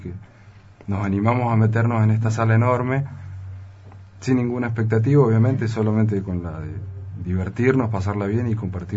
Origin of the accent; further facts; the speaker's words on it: Mendoza, Argentina; Yo hace muy poco que vivo acá, hace 3 años apenas. Yo soy mendocino.